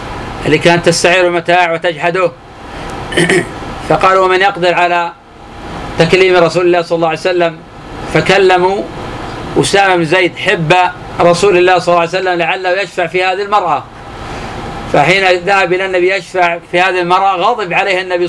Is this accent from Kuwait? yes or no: no; Najd, Saudi Arabia; كان عندنا في نجد يسمونه كنيف البرج،